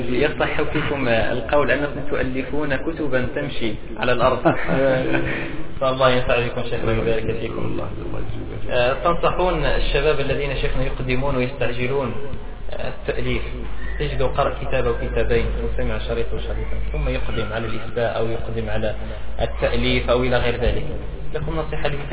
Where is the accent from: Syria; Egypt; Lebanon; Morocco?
Morocco; Nador, Oriental; في البيئة التي نعيشها في الريف عندنا في الناظور يا أخي خالي من العلماء خالي من المشايخ الكبار